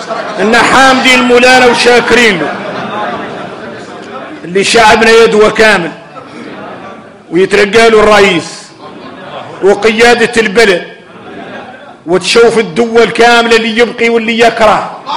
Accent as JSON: {"language": "Arabic", "country": "Mauritania", "said": "احنا موريتاني"}